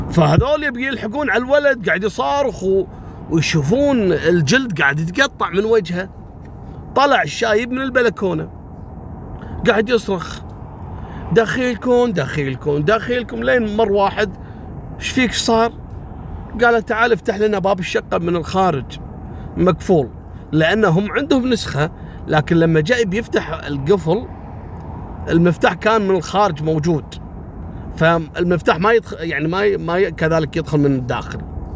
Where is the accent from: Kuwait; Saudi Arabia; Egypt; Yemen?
Kuwait; اللي هو الأريال اللي عندنا في الكويت يلقط القناة العراقية أقرب شيء صوبنا.